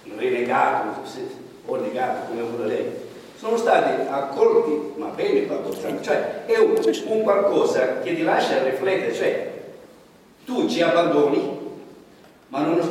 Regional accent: Sicily, Italy; E io mi trovo appena in parte coinvolto in questo discorso qua, anche se sono siciliano.

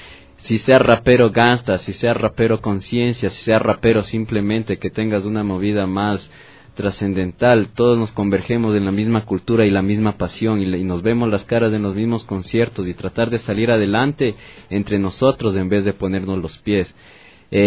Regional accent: Ecuador; de los sucesos que nos afectan como ecuatorianos, como ciudadanos

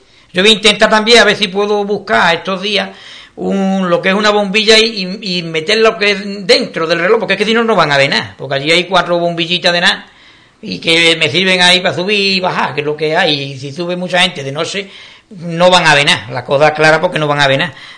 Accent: Ubrique, Andalusia, Spain; el que es ubriqueño, nació de aquí y es carnal, por lo menos a mí me duele mi pueblo, ¿no?

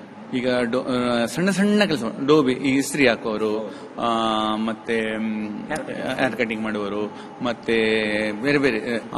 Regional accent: Kaup, Karnataka, India; ಅಂತೂ ನಮ್ಮ ಕಾಪು, ನಂಗೆ ಏನಂದ್ರೆ ಕಾಪು ತಾಲೂಕು ನಮ್ಮ ಊರಲ್ಲಿ

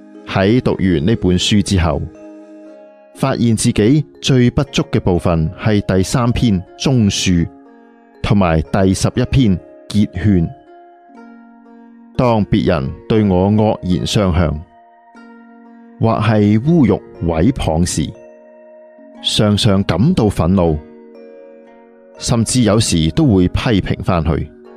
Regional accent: Taipei, Taiwan; 由于我是台北人，跑到台南来读书，每次从台南回家单趟就需要四五个小时了

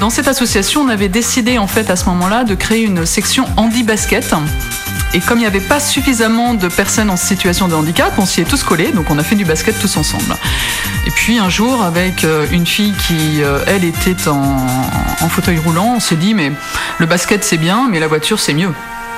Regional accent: Paris, Île-de-France, France; now in Albi, France; je suis de Paris, je suis descendue à Albi il y a une dizaine d'années

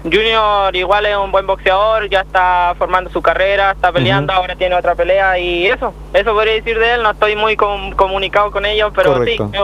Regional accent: Fresia, Los Lagos, Chile; also born or lived in Puerto Montt; Nacido en Puerto Montt. Pero oriundo de acá, siempre criado y vivido acá en Fresia.

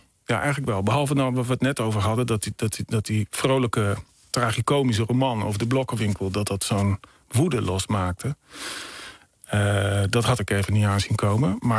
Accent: Emmen, Drenthe, Netherlands; Een roman over mijn jeugd in een blokkenwinkel in Emmen.

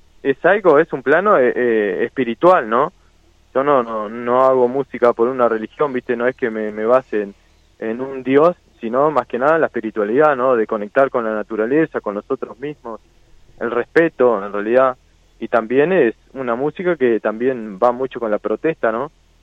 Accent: San Carlos, Maldonado, Uruguay; De San Carlos Maldonado.

